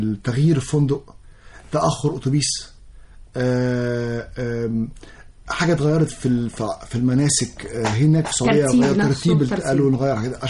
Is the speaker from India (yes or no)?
no; Egypt; بس احنا عندنا في مصر مناطق